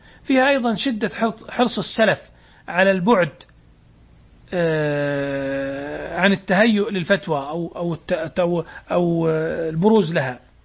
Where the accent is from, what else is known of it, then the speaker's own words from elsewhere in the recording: Saudi Arabia; وعندنا في السعودية كتاب ضخم من 10 مجلدات